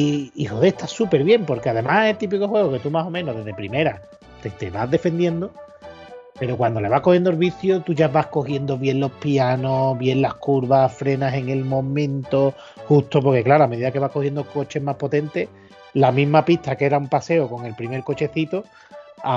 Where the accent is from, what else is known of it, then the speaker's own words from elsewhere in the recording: Andalusia, Spain; como mal andaluz